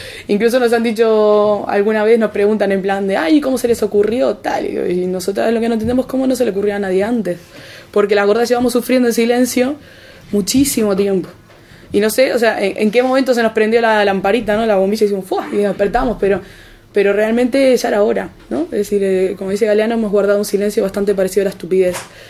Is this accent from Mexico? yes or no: no; Uruguay; now in Tenerife, Spain; el 15M de Tenerife, donde yo vivo. Bueno, habrán notado que tengo un acento raro, soy de Uruguay, vivo en Tenerife, tengo una mezcla importante de acentos.